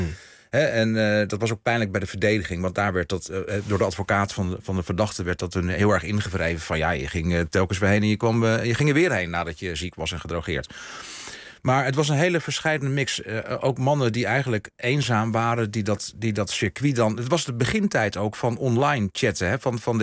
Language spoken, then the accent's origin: Dutch; northern Netherlands, Netherlands; Ik ben een Noorderling.